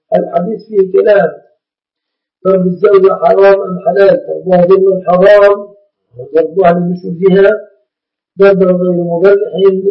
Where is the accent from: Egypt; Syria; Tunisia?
Egypt; عندنا في مصر كان سماها زمان طاسة الطربة.